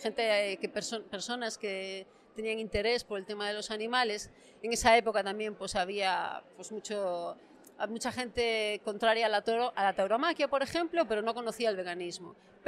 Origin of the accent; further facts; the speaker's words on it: Galicia, Spain; pues yo soy de Galicia